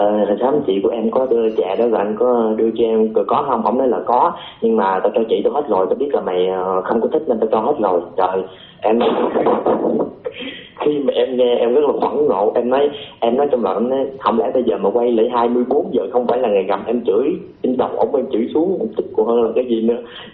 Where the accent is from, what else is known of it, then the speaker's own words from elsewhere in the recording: Long Xuyên, An Giang, Vietnam; 17 tuổi, quê em ở Long Xuyên, An Giang, cùng quê với anh.